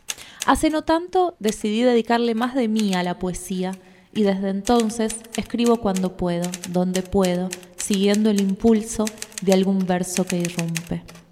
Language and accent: Spanish; Buenos Aires, Argentina; born there; Nací en Buenos Aires en 1978, soy diseñadora gráfica y artista visual.